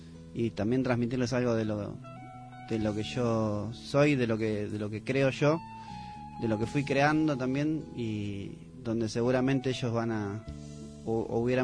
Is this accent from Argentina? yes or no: yes; Argentina; soy artista argentino, compositor, autor y compositor de canciones